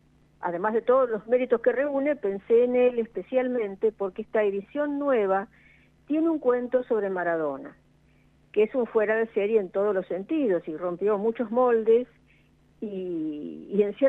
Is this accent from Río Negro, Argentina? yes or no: no; Castelar, Buenos Aires Province, Argentina; Eduardo Sacheri, que además es vecino de Castelar, de mi ciudad. Los dos somos del oeste de Buenos Aires.